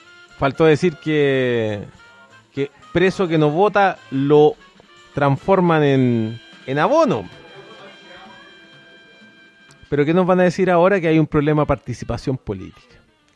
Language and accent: Spanish; Chile; Dylan es francés, yo soy chileno.